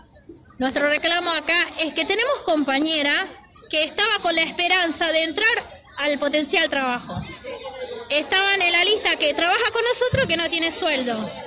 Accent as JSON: {"language": "Spanish", "region": "Buenos Aires", "country": "Argentina", "said": "Yo soy de la Villa 2124"}